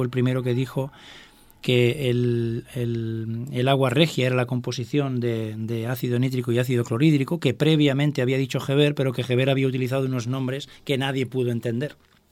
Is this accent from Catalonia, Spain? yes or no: yes; Catalonia, Spain; Y claro, somos de Barcelona, de la provincia de Barcelona.